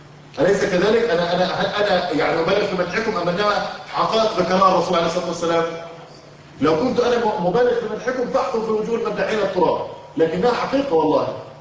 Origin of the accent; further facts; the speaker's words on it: Egypt; على فكرة دي رأي المفتي عندنا في مصر